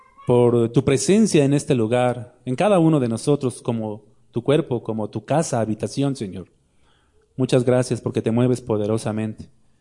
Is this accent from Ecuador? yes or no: no; Mexico City, Mexico; now in León, Mexico; Bueno, estamos en León, pero yo soy chilango, ustedes lo saben.